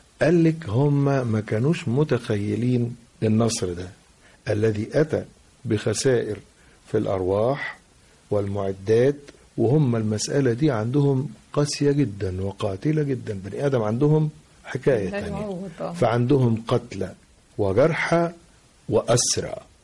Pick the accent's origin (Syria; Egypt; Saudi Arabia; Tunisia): Egypt; Tanta, Gharbia; وقتها كنت في بلدي طنطا